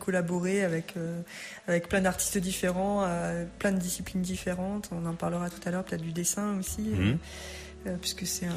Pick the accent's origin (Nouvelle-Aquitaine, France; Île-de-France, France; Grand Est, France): Nouvelle-Aquitaine, France; Limoges; Moi, je suis un petit peu cosmopolite. Moi, je viens de Limoges, mais je suis d'origine bretonne.